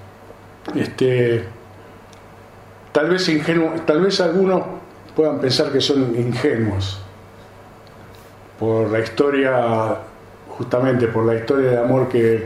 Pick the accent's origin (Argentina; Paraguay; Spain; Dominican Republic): Argentina; Lanús, Buenos Aires Province; yo nací y me crié en Lanús, pero un Lanús que era de otro tipo que el de los últimos años, era un Lanús industrial.